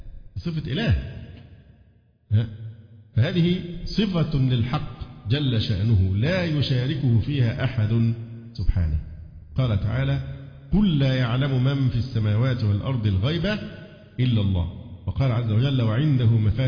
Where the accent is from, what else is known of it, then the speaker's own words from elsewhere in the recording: Cairo, Cairo Governorate, Egypt; لأن لا تناقض بين أن أقول أن أنا مصري وقاهري،